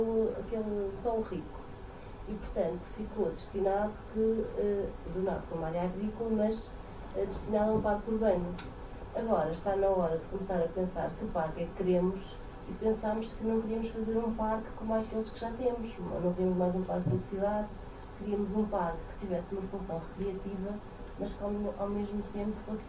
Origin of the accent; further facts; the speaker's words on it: Aveiro, Portugal; Eu sou de Aveiro, mas trabalho em Gaia, na Câmara de Gaia.